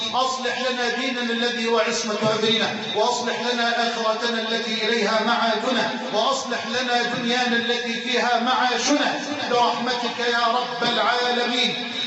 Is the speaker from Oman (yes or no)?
no; Egypt; اللهم اجعل بلدنا مصر أمنا أمانا